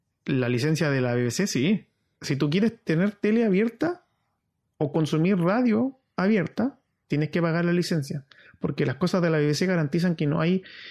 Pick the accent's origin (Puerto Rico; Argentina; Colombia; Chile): Chile; now in United Kingdom; Porque no soy ni inglés, no soy ciudadano británico yo. Soy un ciudadano chileno con permiso de residencia eternamente en el Reino Unido.